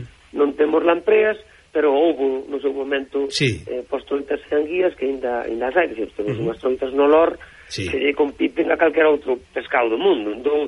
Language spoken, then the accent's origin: Galician; Galicia, Spain; E dixenlle que como bon galego non tiña dúda.